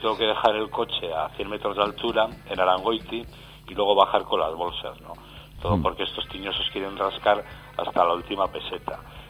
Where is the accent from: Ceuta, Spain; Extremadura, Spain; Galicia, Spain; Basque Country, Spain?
Basque Country, Spain; Bilbao; yo soy de Bilbao, soy de Deusto, pero vivo en Repélega desde hace ya 3 años.